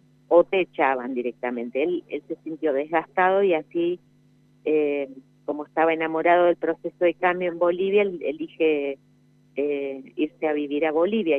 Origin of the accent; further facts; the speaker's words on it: San Luis, Argentina; born there; yo nací en San Luis, entonces tuvimos muchísimas cosas en común